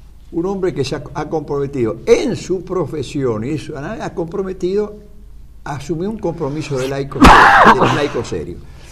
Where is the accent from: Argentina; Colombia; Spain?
Argentina; un deber que tenemos como argentinos y como cristianos católicos.